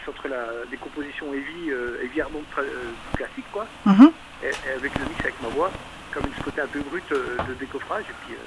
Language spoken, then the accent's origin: French; Besançon, Bourgogne-Franche-Comté, France; Donc, on est dans l'est, on vient de Besançon, dans le Doubs.